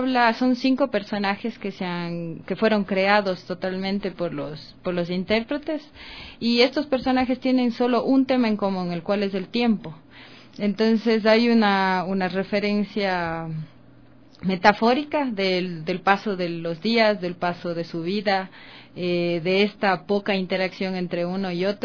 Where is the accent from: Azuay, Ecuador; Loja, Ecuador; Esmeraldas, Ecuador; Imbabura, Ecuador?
Azuay, Ecuador; Cuenca; now in Quito, Ecuador; Yo soy de Cuenca, yo estudié en el Conservatorio José María Rodríguez de Cuenca, y de ahí vine a Quito